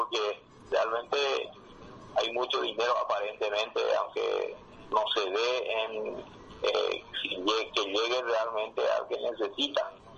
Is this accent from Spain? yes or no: no; Paraguay; nosotros como país pequeño que somos de Paraguay